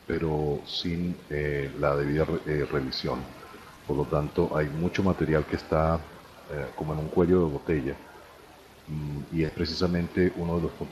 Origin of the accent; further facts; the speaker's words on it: Venezuela; yo soy venezolano también.